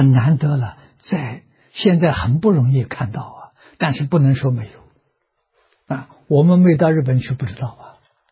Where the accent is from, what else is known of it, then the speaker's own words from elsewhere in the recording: China; 我们中国人讲啊，做一个样板给大家看看